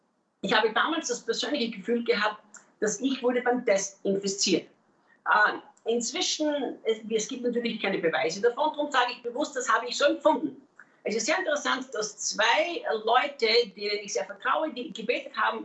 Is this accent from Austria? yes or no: yes; Austria; now in Brazil; Als Österreicher schlägt mein Herz ja für die deutschsprachige Welt. Und ich lebe ja nicht in Brasilien, weil irgendwann das mal meine Idee war, sondern weil Gott uns ganz klar hier in dieses Land gerufen hat.